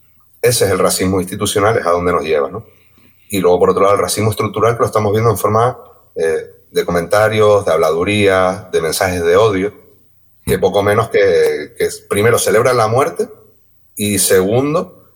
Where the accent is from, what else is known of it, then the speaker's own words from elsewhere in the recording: Canary Islands, Spain; también es un problema nuestro como Canarias, ¿no?